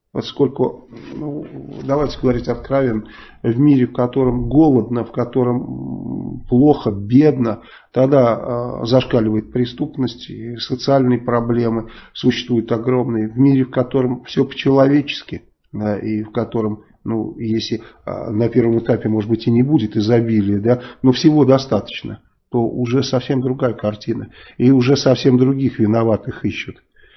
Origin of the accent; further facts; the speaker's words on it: Saratov, Saratov Oblast, Russia; а я из Саратова.